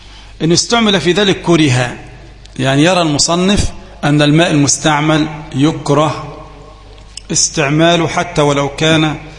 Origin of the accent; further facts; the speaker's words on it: Egypt; لكن نحن كمصريين نطلق على النهر الايه؟ البحر، يعني النهر اللي احنا اللي قدام القرية ده اللي ماشي ده بنسميه البحر